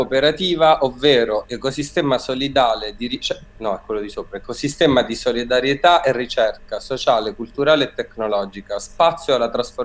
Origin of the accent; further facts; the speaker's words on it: Apulia, Italy; Che secondo me da pugliese per me è venuta fuori un po' come contraccolpo